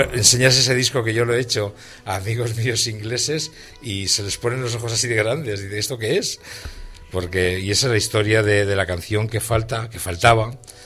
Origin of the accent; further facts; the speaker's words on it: Huesca, Aragon, Spain; moved away as an adult; now in Madrid, Spain; yo no soy de Madrid, soy de Huesca, y vine a estudiar a Madrid